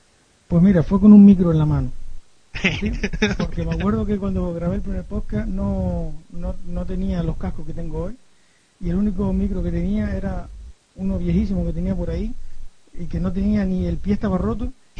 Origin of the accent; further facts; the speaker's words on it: Telde, Canary Islands, Spain; estaba intentando buscar algo de Telde, yo soy de Telde.